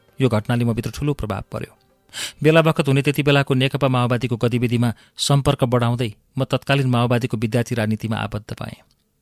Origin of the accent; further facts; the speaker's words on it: Pakwadi, Gandaki Province, Nepal; स्याङ्जाको साबिकको पकवादी गाविस वडा नम्बर 3 जन्मिए. त्यहीँको धुलो माटोमा मेरो बाल्यकाल बित्यो.